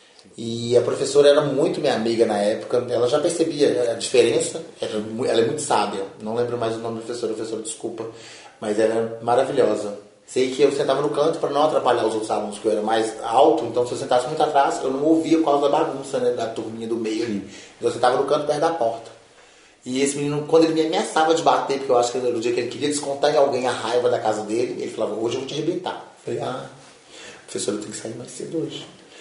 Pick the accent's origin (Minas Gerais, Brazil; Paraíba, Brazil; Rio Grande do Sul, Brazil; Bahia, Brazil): Minas Gerais, Brazil; Belo Horizonte; tenho 43 anos, nasci em Belo Horizonte, cresci no Morro das Pedras. Quando teve os acidentes lá da Boca do Lixo, a gente foi transferido. Aí vai fazer 35 anos já, né, Conjunto Esperança.